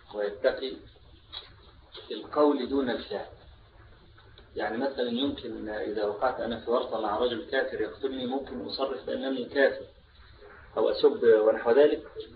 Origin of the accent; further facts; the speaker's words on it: Egypt; هنا بعض الشباب عندنا في مصر نشر رسالة